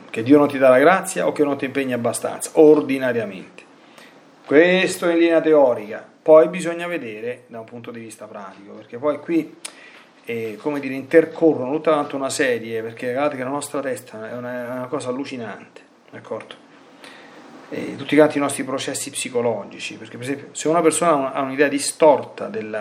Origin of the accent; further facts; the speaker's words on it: Latina, Lazio, Italy; Io qui sono nella diocesi di Latina, io sono di Latina